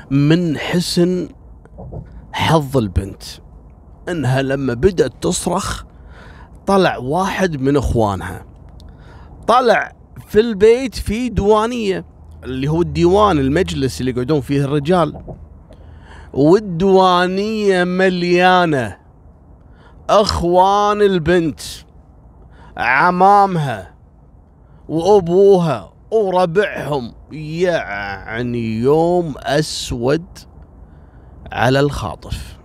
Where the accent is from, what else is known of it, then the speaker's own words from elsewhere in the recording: Kuwait; هذا رايح إلى منطقة عندنا في الكويت اسمها الأندلس